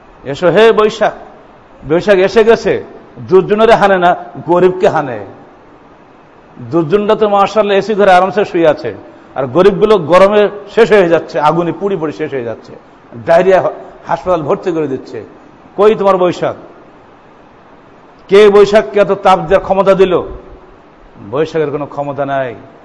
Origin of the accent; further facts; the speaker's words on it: Bangladesh; যুগ যুগ ধরে আমরা আবহমান কাল ধরে আমরা বাঙালি